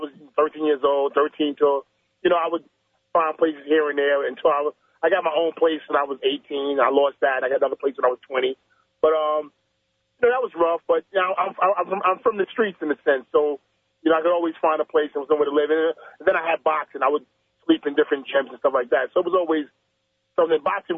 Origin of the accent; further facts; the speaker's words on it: Brooklyn, New York, United States; growing up in Brooklyn, Brownsville, Brooklyn, New York, same neighborhood as Mike Tyson and Riddick Bowe.